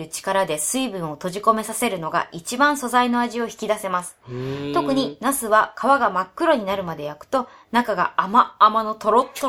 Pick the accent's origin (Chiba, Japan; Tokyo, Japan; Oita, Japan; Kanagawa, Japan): Chiba, Japan; 私は千葉の実家に住んでいます。